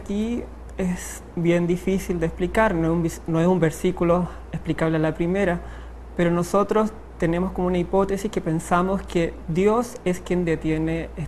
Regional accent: Chillán, Ñuble, Chile; soy de la República de Chile, Chillán.

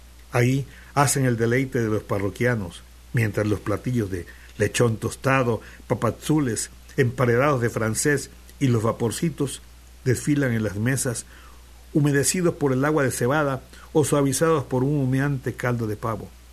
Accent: Veracruz, Mexico; now in Xalapa, Mexico; Pero yo me siento jarocho, ¿ya? Y ahora jalapeño.

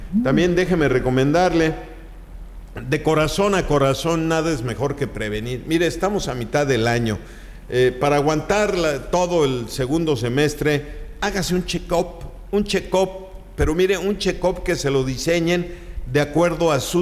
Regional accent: Chicxulub Puerto, Yucatán, Mexico; Miren nomás, Chicxulub, pues es mi tierra.

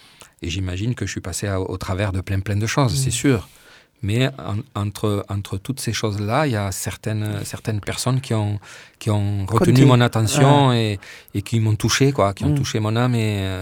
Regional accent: France; j'ai voulu revenir vivre en France parce que je suis français, je sens français

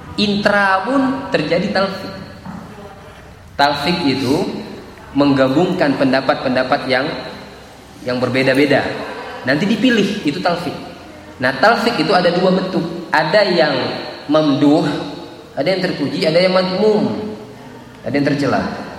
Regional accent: Java, Indonesia; Saya orang Jawa, asli orang Jawa.

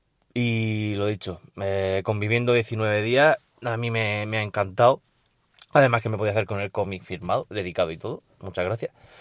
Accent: Region of Murcia, Spain; vuestro murciano favorito.

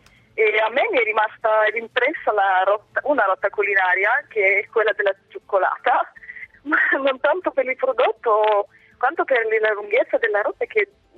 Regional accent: Bulgaria; Italian is a second language

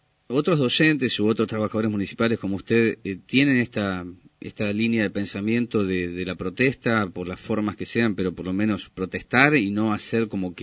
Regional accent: Córdoba, Argentina; En mi pueblo, allá en Córdoba, decimos que le están robando la plata

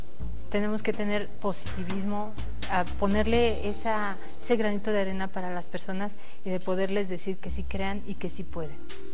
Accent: Mexico; no hay esa dinámica como mexicanos y nos falta.

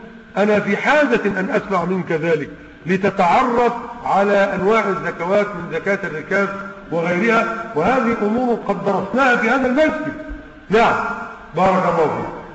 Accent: Egypt; واحنا عندنا في مصر هنا تقريبا 160 جنيه

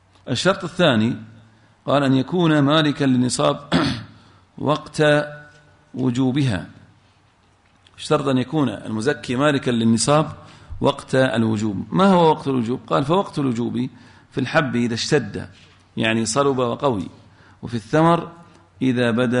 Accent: Al-Ahsa, Eastern Province, Saudi Arabia; إحنا عندنا في الأحساء لها اسم معين

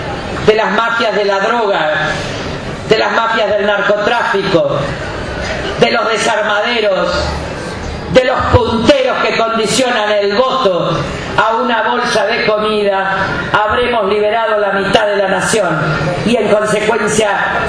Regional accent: northern Argentina, Argentina; es como estar en mi patria chica, que es el norte, el nordeste y el noroeste argentino.

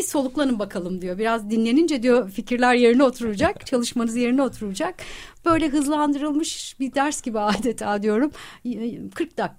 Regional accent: İzmir, Turkey; benim çocukluğum hep kütüphanede geçti. Ben yani ders çalışmak için hep kütüphaneye giden bir çocuktum İzmir'de.

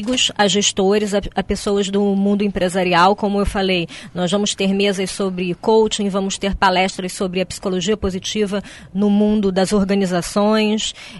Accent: Brazil; E nós, como brasileiros, nós temos a honra de estar sediando esse evento aqui em Foz

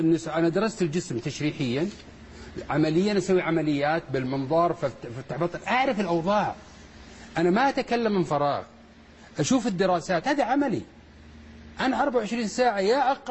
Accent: Saudi Arabia; العلم الحديث عندنا بالسعودية ما له قيمة كثير

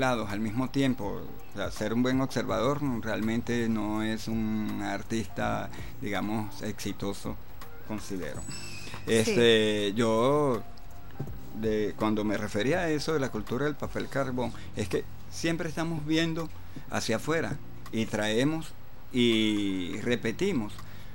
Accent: Venezuela; reconocernos primeramente como venezolanos, luego como latinoamericanos

